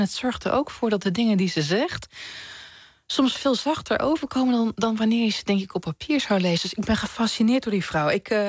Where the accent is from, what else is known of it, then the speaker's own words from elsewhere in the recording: Overijssel, Netherlands; Ik kom uit Twente, platteland.